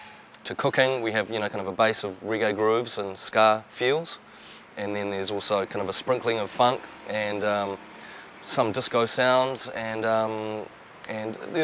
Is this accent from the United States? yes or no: no; New Zealand; we're from New Zealand, so I sound like this, and we don't try to be something that we're not. We're not Jamaican. We're Kiwis, and we're proud of it